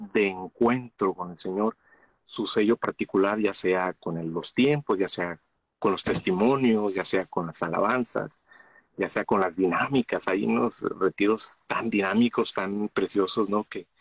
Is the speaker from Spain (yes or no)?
no; Mexico; now in Nipomo, United States; Soy mexicano, radicando en los Estados Unidos, acá en California. Nipomo se llama el lugar donde vivimos.